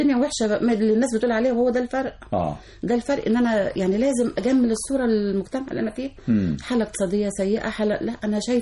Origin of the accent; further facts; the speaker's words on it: Zagazig, Sharqia Governorate, Egypt; also born or lived in Suez; فعشنا كمان بعد الحرب، طبعا عشنا في مدينة الزقازيق، بالذات قرية أو مركز من القمح الشرقية، عشت فيها 10 سنين من عمري.